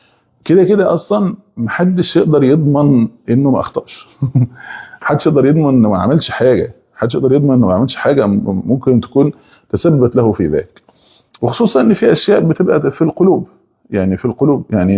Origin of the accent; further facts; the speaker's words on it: Egypt; زي عندنا في مصر